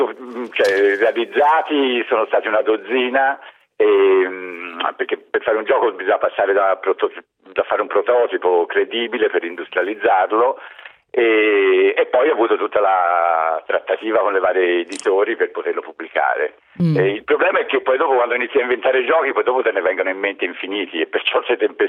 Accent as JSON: {"language": "Italian", "town": "Florence", "region": "Tuscany", "country": "Italy", "moved": "as an adult", "lives_now": "Pantelleria, Italy", "said": "io sono fiorentino, ma mi sono trapiantato qui a Pantelleria da 30 anni"}